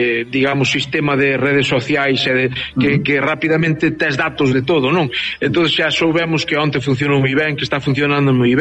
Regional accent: Mazaricos, Galicia, Spain; eu son de Pino de Val, unha aldea de Mazaricos, do concello de Mazaricos.

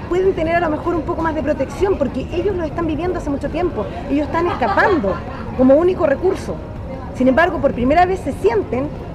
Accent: Chile; Todo lo que se hizo en el régimen militar que vivimos como chilenos.

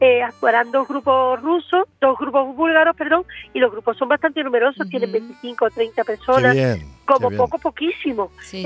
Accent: Spain; porque en este caso yo soy española

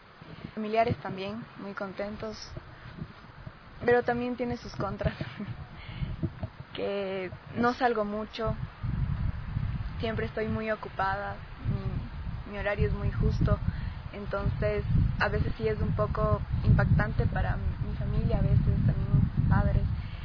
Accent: Pichincha, Ecuador; born there; nací en Pichincha, estudio en Tumbaco.

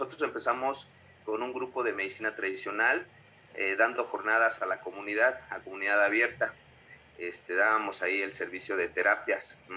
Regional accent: Mexico City, Mexico; born there; tengo 45 años, yo nací aquí en la Ciudad de México, soy hijo de padres oaxaqueños, de un poblado que se llama San Miguel Huautla, que pertenece al municipio de Nochistlán, Oaxaca.

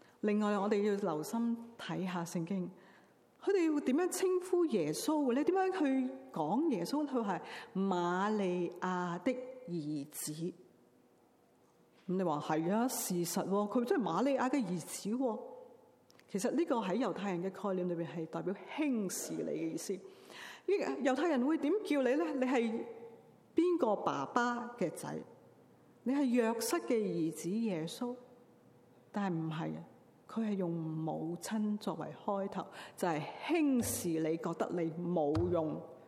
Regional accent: Tsz Wan Shan, Hong Kong; now in Vancouver, Canada; 如果住在香港呢，我住在慈云山，我从小在慈云山长大。

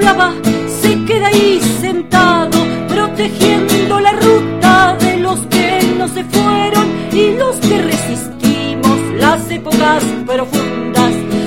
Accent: Buenos Aires, Argentina; Estoy en Mendoza en este momento, en mis visitas cotidianas. Y soy de Buenos Aires, de provincia de Buenos Aires.

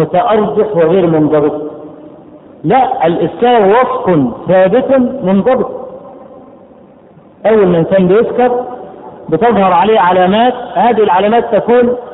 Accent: Egypt; اول ما عرف ان انا من مصر قال برامدس برامدس يعني الاهرام

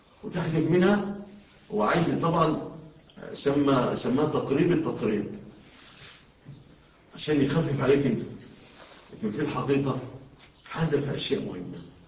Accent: Egypt; أنتوا شوفوا في بلادنا مصر

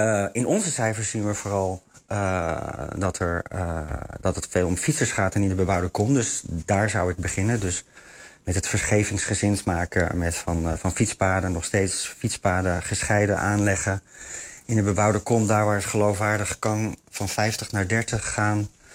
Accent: Netherlands; Dus ik kan alleen maar als Nederlander anekdotisch spreken dat ik ze heel veel zie.

